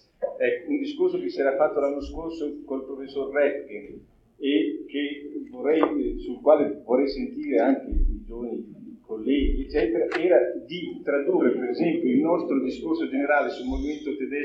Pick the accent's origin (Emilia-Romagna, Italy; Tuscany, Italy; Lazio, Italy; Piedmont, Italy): Emilia-Romagna, Italy; quindi io sono emiliano